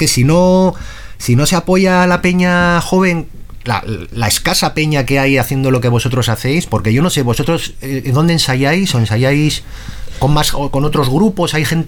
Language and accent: Spanish; Porto, Norte, Portugal; Ah, bueno, es que soy de Porto yo, pero